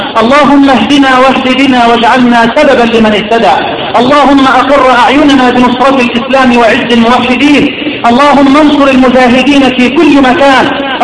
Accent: Egypt; اللهم اجعل بلدنا مصر واحة للأمن والأمان

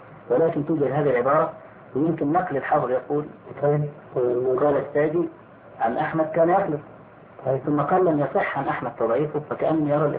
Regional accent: Egypt; فأخذها بعض الناس عندنا في مصر

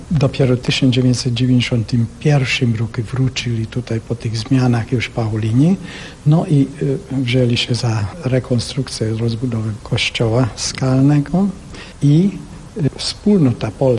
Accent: Hungary; Polish is a second language; ja jestem Węgrem, ale nauczyłem się tego ludzkiego języka.

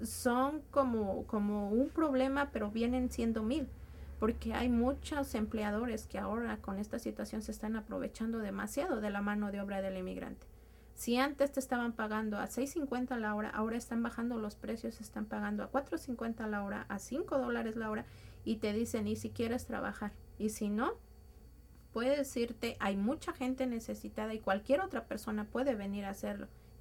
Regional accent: Mexico; porque no nada más somos los mexicanos, sino somos toda la comunidad inmigrante, demasiado afectados.

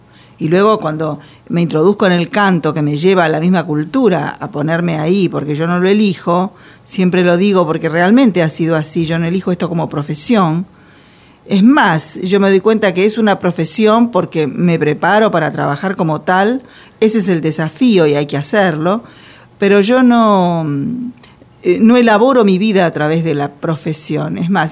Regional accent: Los Toldos, Buenos Aires Province, Argentina; O sea que soy bonaerense, si queremos, de la pampa húmeda.

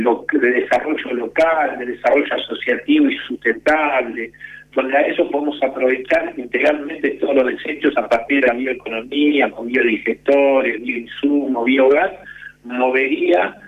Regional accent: Argentina; no vemos el mar nosotros como argentinos

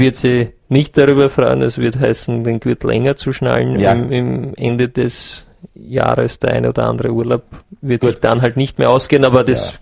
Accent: Vorarlberg, Austria; ich komme aus Vorarlberg, wir haben da noch einen recht einfachen Zugang zu Geld

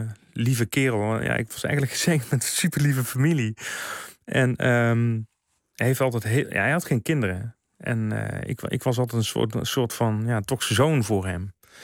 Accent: Limburg, Netherlands; Ja, wij als Limburgers.

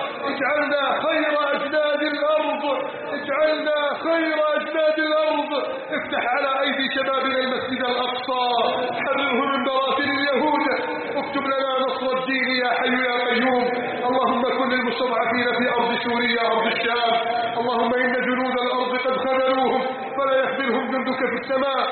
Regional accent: Egypt; واجعل بلدنا مصر آمنة مطمئنة

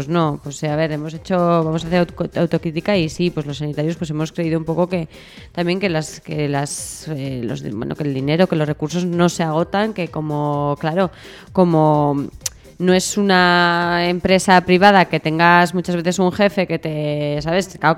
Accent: Spain; que somos muchos españoles

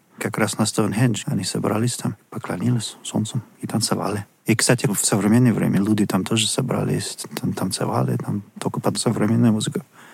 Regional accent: Bristol, South West England, United Kingdom; мне очень нравится там одно место в Бристоле, мой родной город, называется Cabot Tower.

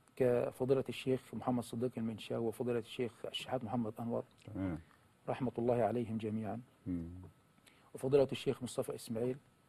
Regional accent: Dakahlia, Egypt; بقرية بجوار قريتي تسمى طنبول الكبرى.

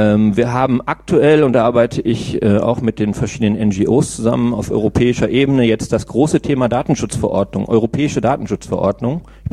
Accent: Velbert, North Rhine-Westphalia, Germany; now in Münster, Germany; Ja, ich bin in Velbert-Langenberg aufgewachsen.

